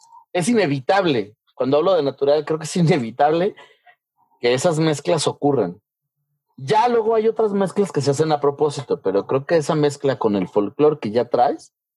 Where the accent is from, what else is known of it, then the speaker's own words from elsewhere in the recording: Mexico; nosotros... como país, como sociedad mexicana, nos llegó el rock de alguna manera de Estados Unidos.